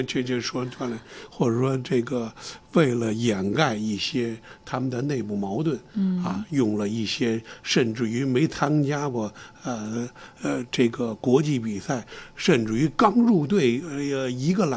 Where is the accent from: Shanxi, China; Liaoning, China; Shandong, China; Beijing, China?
Beijing, China; 咱是老北京啊